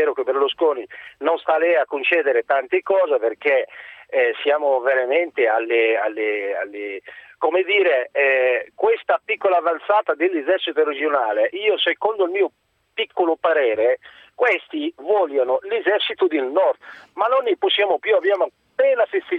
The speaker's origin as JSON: {"language": "Italian", "country": "Morocco", "moved": "yes", "lives_now": "Italy", "said": "Io sono marocchino, sono da 22-23 anni che sono in Italia, insomma."}